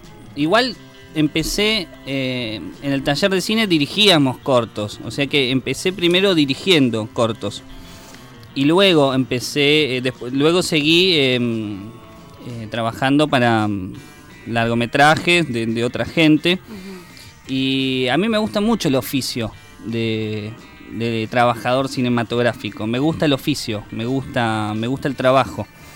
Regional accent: Martínez, Buenos Aires Province, Argentina; vi que en Olivos, yo soy de Zona Norte, Martínez, en Olivos, había un taller de cine

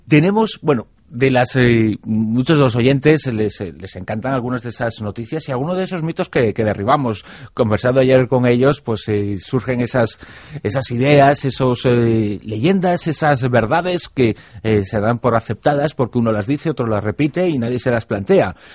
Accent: Galicia, Spain; born there; Como gallego de nacimiento, soy un baño de adopción, pero como gallego de nacimiento digo, depende.

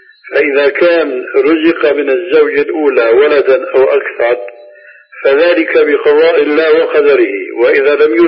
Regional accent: Syria; كما يقولون عندنا في سوريا

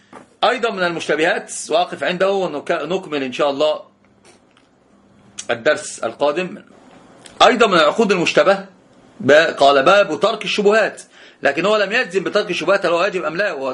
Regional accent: Egypt; التورق عندنا في مصر الناس يسمونه حرق السلعة

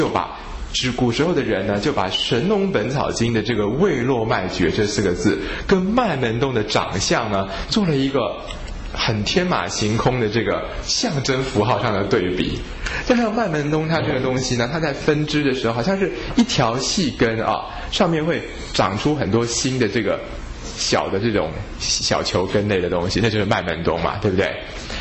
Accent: China; 我们中国人治病好奇怪啊，都是要固到脾胃之气

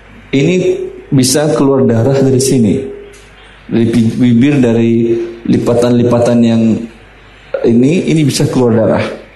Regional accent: Russia; Di kampung saya di Rusia sampai 20 derajat di bawah 0, 25 sampai 30.

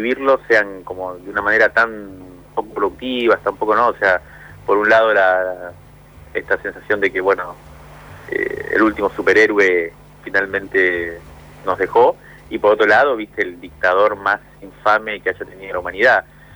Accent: Cuba; la mayoría de mis amigos con la que me crié en Cuba hoy viven en Miami

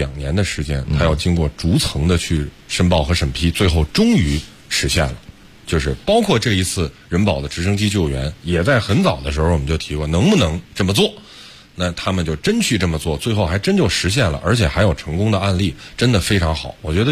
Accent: Beijing, China; 身为一个北京人我特别开心。

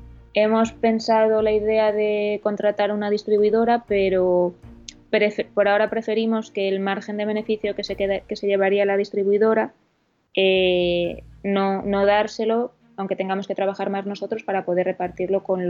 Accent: Madrid, Community of Madrid, Spain; now in Asturias, Spain; donde nosotros vivimos es en Asturias, pero yo soy de Madrid

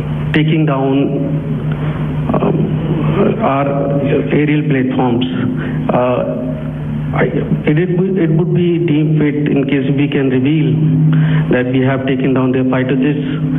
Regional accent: India; Good evening, sir. … from National Defense. Please allow me, first of all, to pay my gratitude for protecting us Indians.

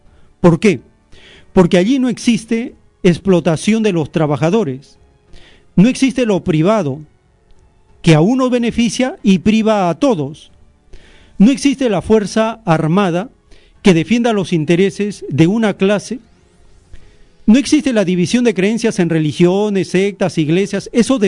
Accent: Peru; Si dicen que somos peruanos, se supone que debemos ser dueños del oro, la plata, el petróleo, el gas, las comunicaciones, las reservas.

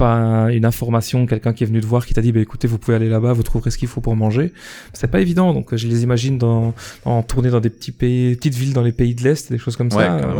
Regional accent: Belgium; pour ceux qui n'auraient pas remarqué à mon accent, je suis belge

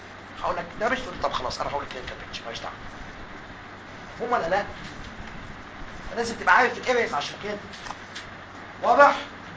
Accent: Egypt; عندنا في مصر ايه اللي بيحصل؟

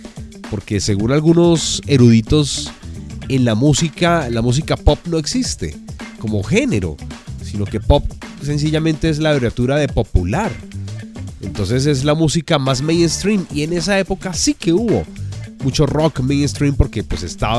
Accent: Colombia; así somos los colombianos.

